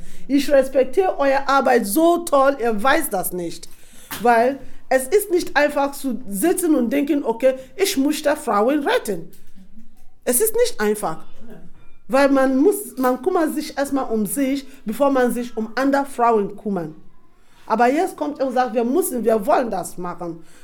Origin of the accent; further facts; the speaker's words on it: Nembe, Bayelsa, Nigeria; Ich erkläre ein bisschen von wo ich herkomme. Ich komme aus einem Ort namens Nembe.